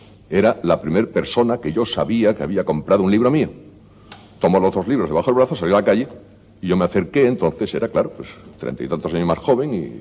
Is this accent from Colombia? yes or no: no; Spain; yo soy enamorado de España, yo me precio de ser uno de los españoles que mejor conocen nuestro propio país.